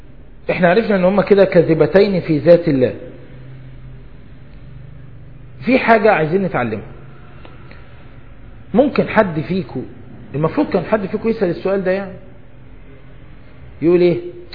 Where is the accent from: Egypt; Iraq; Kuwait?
Egypt